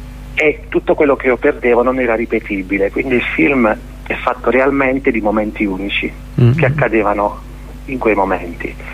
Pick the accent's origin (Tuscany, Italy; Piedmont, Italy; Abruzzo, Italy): Abruzzo, Italy; per mia esperienza, sono abruzzese